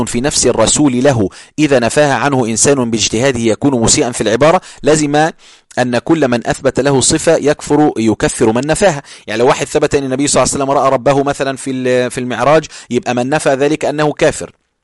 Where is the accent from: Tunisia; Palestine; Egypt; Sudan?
Egypt; عندنا إحنا عندنا في مصر كلمة بارد يعني ما بيحسش